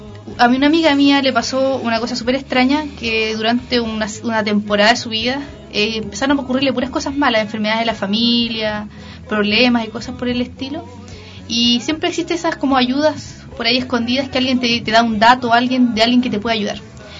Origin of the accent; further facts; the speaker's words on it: Queilén, Los Lagos, Chile; soy de Chiloé, específicamente de Keilan